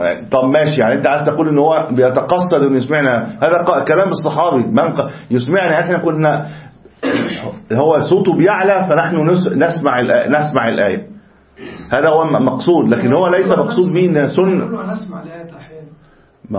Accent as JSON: {"language": "Arabic", "region": "Upper Egypt", "country": "Egypt", "said": "ممكن كنت انت صعيدي هناك، انا صعيدي هنا."}